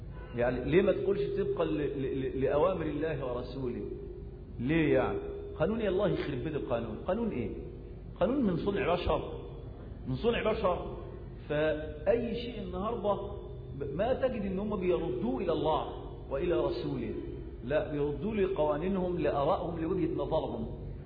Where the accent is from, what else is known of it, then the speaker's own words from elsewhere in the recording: Egypt; وللأسف الشديد التعليم الفاشل عندنا في مصر